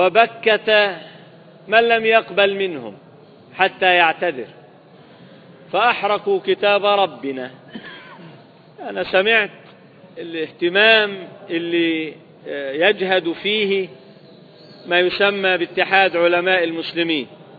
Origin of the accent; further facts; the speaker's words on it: Libya; الآن تقصف بلادنا ليبيا